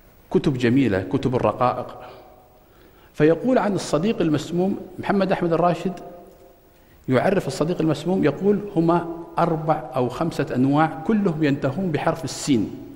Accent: Kuwait; عندنا في الكويت مركز جميل

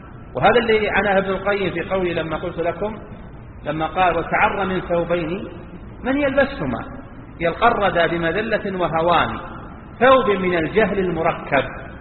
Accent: Saudi Arabia; أنت ممكن في بلدنا المملكة العربية السعودية الحمد لله الشأن أخف

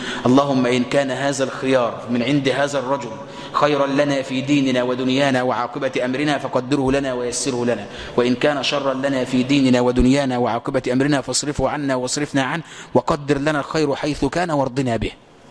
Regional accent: Egypt; انا مصري وابويا مصري وارفع راسك فوق انت مصري.

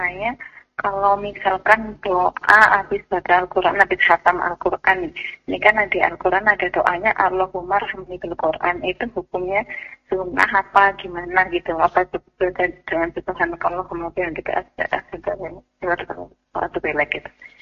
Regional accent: Banjar, Indonesia; now in Bekasi, Indonesia; misalnya saya di Bekasi nih, saya di Bekasi zakat malnya, tapi di kampung saya itu ada di daerah Banjar gitu

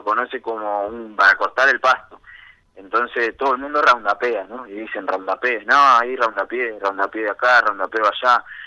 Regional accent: Buenos Aires, Argentina; Yo en verdad vengo de Buenos Aires

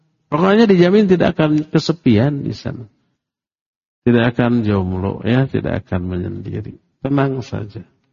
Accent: Papua, Indonesia; now in Bandung, Indonesia; Saya berasal dari Papua. Tapi tinggal di Bandung.

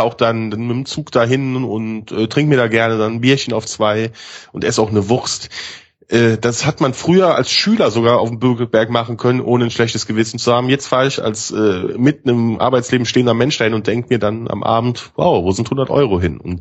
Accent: Grevenbroich, North Rhine-Westphalia, Germany; born there; Genau, aus dieser wundervollen Stadt Grevenbroich.

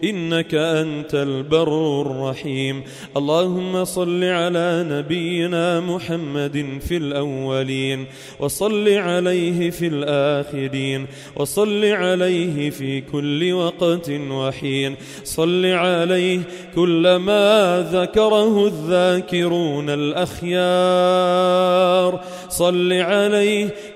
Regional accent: Sidon, South Governorate, Lebanon; وعلى بلدنا لبنان وعلى صيداء وما حولها

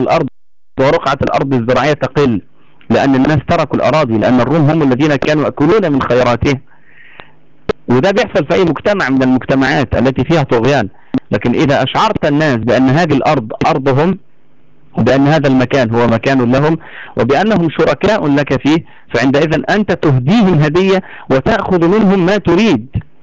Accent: Egypt; عندنا في مصر هنا بعد موضوع الثوره

